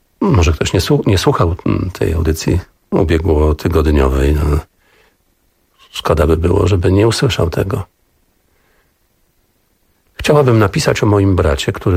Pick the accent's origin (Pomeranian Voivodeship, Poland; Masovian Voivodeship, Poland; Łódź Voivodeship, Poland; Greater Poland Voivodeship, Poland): Pomeranian Voivodeship, Poland; ozdobiony po kociewsku, bo my pochodzimy z tego regionu Polski